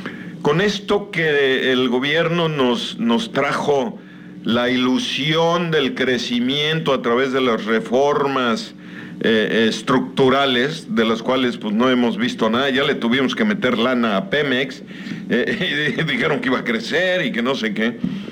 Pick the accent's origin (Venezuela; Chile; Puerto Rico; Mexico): Mexico; Yucatán; qué fortuna somos los yucatecos